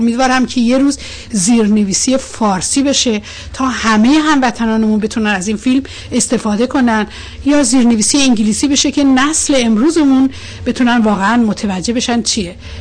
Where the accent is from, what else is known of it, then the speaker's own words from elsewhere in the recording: Mazandaran, Iran; born there; برای اینکه بنده همون جایی به دنیا آمدم که شما به دنیا آمدی.